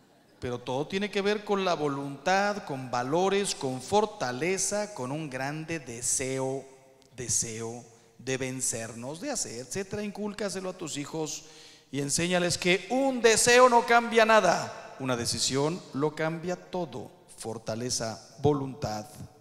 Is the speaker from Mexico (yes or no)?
yes; Mexico; No quiero hablar mal de mi país, soy mexicano